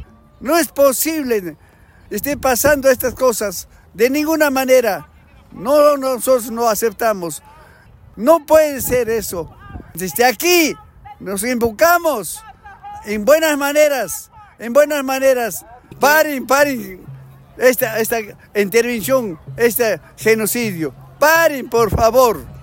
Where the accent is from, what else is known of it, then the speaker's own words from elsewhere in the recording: Peru; Yo soy peruano.